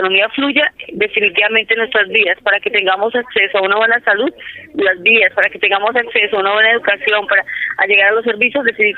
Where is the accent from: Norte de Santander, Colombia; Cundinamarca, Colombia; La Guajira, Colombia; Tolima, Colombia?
Cundinamarca, Colombia; Nosotros somos de Río Negro Alto, que somos San Cayetano, Villa Gómez, Paine.